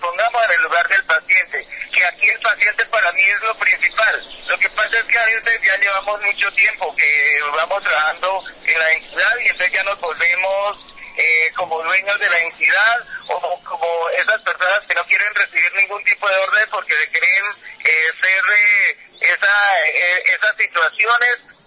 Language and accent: Spanish; Boyacá, Colombia; yo vengo de Boyacá, no tengo ningún compromiso político